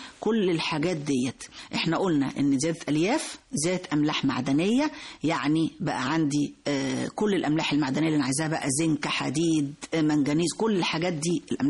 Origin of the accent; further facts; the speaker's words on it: Egypt; طبعا احنا معظمنا كمصريين بنفضل قوي الرغيف الأبيض